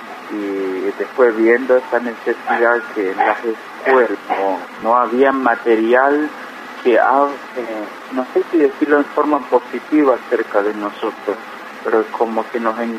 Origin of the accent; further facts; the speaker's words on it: Colonia Chaco, Chaco, Argentina; yo que nací, me crié en Colonia Chaco